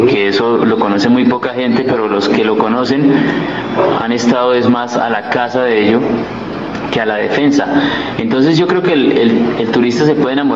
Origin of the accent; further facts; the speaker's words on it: San Francisco, Cundinamarca, Colombia; nosotros, los mismos que estamos aquí, que somos de acá de San Francisco, nos enamoremos. Porque sí, no, o sea, como nacimos en el paraíso, no nos damos cuenta que vivimos en él.